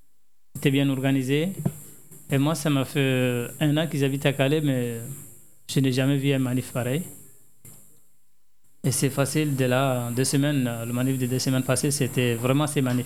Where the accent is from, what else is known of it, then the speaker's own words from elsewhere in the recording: Chad; moved away as an adult; now in France; Oui, depuis 2013. Je suis en 2013 ici à France. En France, j'ai obtenu mon titre de réfugié en tant que tchadien, en tant que demandeur d'asile tchadien